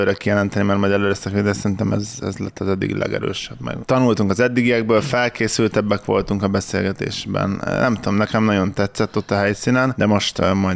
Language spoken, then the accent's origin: Hungarian; Komárom-Esztergom, Hungary; Nem pestiek vagyunk, gyerekek. Mi nem Pesten jártunk gimibe, hanem a borzalmas Komárom-Esztergom megyében.